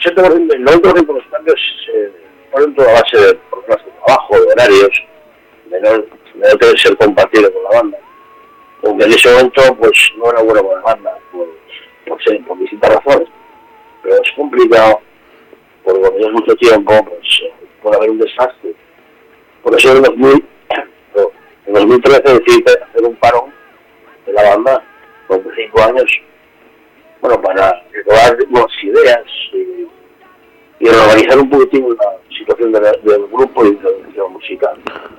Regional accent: Asturias, Spain; todos somos asturianos, todos nos conocemos.

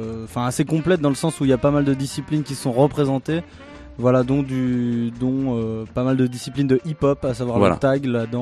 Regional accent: Brittany, France; C'est normal, on est breton.

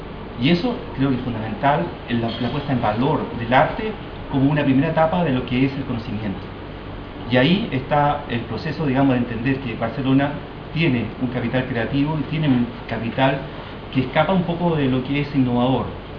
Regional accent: Iquique, Tarapacá, Chile; Yo vengo de la ciudad de Iquique, y en esa ciudad se genera todo un movimiento social muy fuerte.

